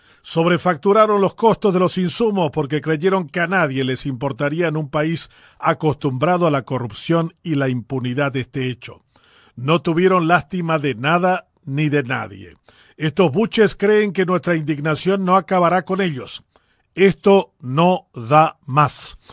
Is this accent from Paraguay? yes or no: yes; Paraguay; Estos buches son en realidad todo lo que deberíamos despreciar y escupir como paraguayos.